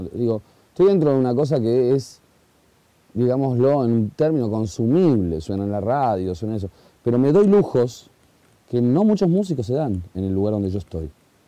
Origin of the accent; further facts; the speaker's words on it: Argentina; además soy argentino